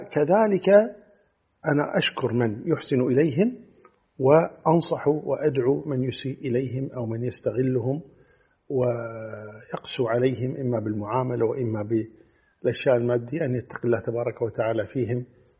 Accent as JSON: {"language": "Arabic", "country": "Kuwait", "said": "أنا أتكلم عن بلادنا الكويت"}